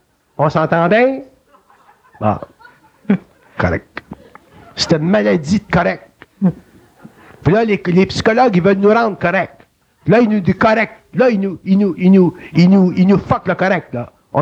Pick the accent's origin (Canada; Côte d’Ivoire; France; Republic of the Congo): Canada; Quebec; Puis on est des Québécois